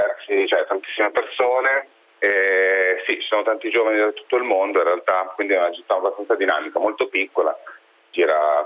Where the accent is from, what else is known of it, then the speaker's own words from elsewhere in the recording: Milan, Lombardy, Italy; now in Dublin, Ireland; Io sono di Milano.